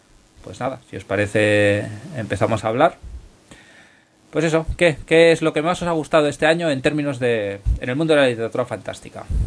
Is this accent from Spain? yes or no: yes; Moncada, Valencian Community, Spain; se organizará en mi pueblo, en Moncada